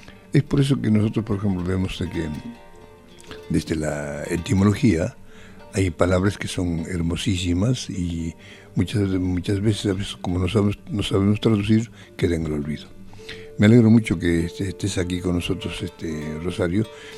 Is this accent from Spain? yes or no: no; Cusco, Peru; en el colegio, me han dicho que no podía yo hablar el quechua, porque yo soy de Perú, entonces ahí en la misma ciudad nos prohibían el colegio. Es por eso que, como se prohibía en Cusco